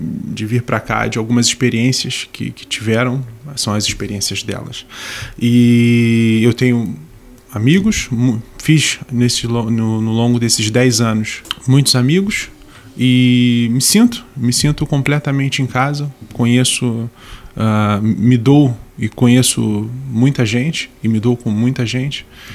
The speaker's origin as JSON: {"language": "Portuguese", "region": "Rio de Janeiro", "country": "Brazil", "tie": "born or raised there", "lives_now": "Portugal", "said": "nós crescemos no mesmo bairro no Rio de Janeiro."}